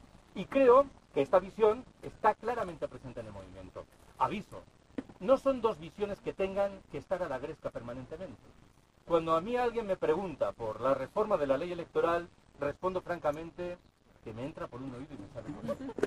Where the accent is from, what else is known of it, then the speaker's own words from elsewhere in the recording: Galicia, Spain; Repito que yo soy gallego.